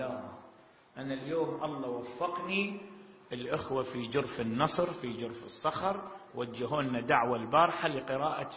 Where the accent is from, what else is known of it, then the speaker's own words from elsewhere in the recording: Iraq; يعني هنا إذا تمطر عندنا بالعراق من تمطر 4 ساعات 5 نبتلي على أعمارنا